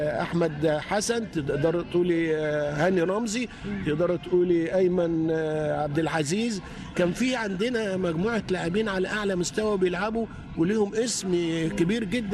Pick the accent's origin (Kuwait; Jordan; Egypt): Egypt; احنا عندنا في مصر كان زمان كان عندنا واحد ولا اتنين بكتير خالص